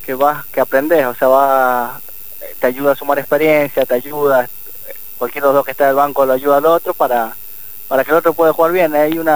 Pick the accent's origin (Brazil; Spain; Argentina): Argentina; San Juan; jugar una final en San Juan, en mi tierra, es algo que siempre lo soñé.